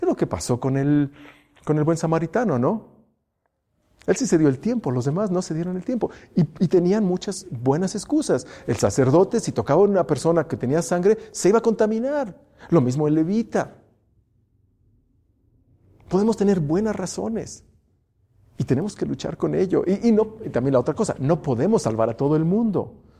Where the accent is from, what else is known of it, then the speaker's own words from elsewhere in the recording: Mexico; Esos somos los mexicanos.